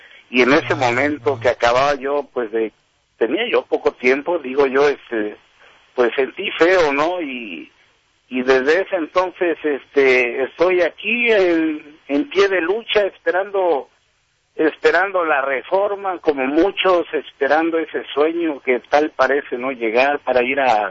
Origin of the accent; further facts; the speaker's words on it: Veracruz, Mexico; moved away; Yo soy de México, de Veracruz. Yo soy del puerto de Veracruz.